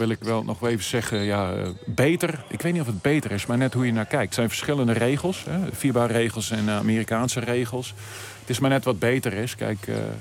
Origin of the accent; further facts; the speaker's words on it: Netherlands; Maar zo heb ik hem ervaren als Hollander.